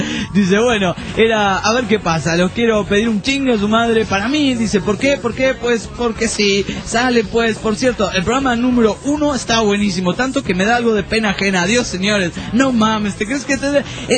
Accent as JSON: {"language": "Spanish", "region": "New York", "country": "United States", "said": "pregúntenle a cualquier persona que vive en los Estados Unidos, dicen que los neoyorquinos no somos americanos, y pues no lo somos"}